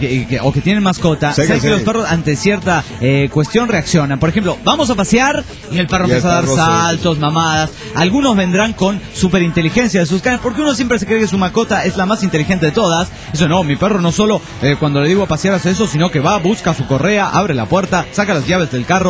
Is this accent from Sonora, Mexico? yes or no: yes; Hermosillo, Sonora, Mexico; de Hermosillo, Sonora, México.